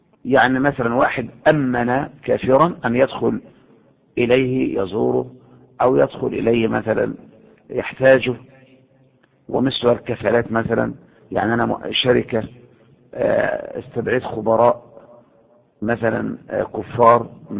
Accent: Egypt; المظاهرات اللي عندنا في مصر

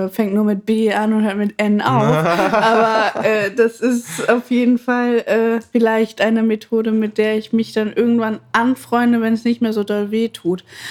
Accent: Bremen, Germany; Mal kurzer Exkurs in meine Kindheit auf dem Bremer Freimarkt. Ich habe das noch so doll vor mir.

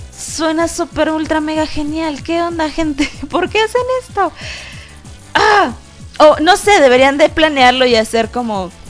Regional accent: Mexico; soy de aquí de México, pero no soy de la Ciudad de México ya.

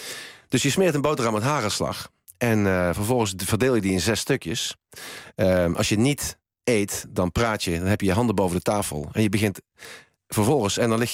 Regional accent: Helmond, North Brabant, Netherlands; Ik heb een jeugd gehad in Helmond. In een heel eenvoudig arbeidersgezin opgegroeid.

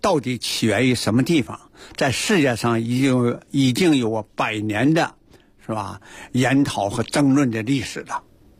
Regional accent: Tonghua, Jilin, China; 我从小的时候，成长的和生活在长白山脚下的通化。那通化那个时候是每到冬季啊是凌寒雪原是吧，高山峻岭啊是一片银白。我家乡啊是自然雪非常啊那个丰沛的一个地区。

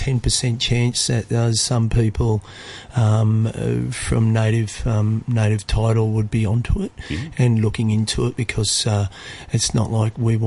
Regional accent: Australia; I'm Australian Aboriginal

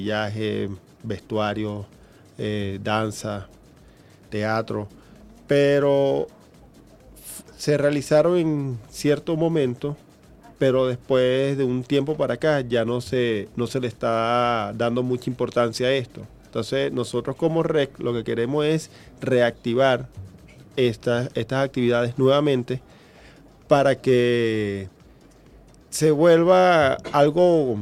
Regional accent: Venezuela

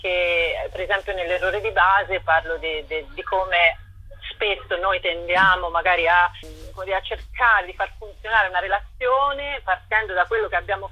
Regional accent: Tuscany, Italy; visto che io sono toscana

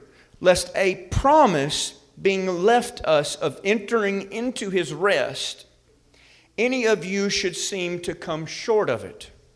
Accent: Alabama, United States; I can pick on Alabama because I'm from Alabama.

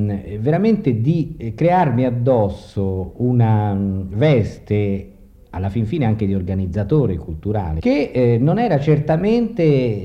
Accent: Florence, Tuscany, Italy; mi sono tirato indietro all'epoca duecentesca, da buon fiorentino

